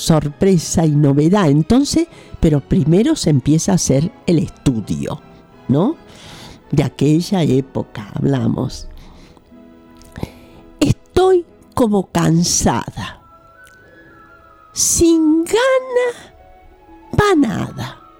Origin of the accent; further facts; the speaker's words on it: Capilla del Monte, Córdoba, Argentina; Imagínate lo que es hablar para mí de mi pueblo.